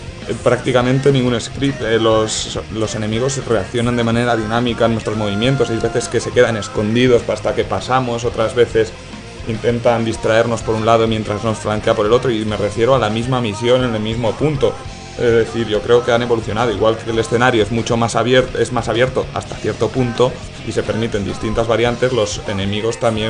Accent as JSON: {"language": "Spanish", "country": "Spain", "said": "todavía soy el único español que ha podido jugar Modern Warfare 2"}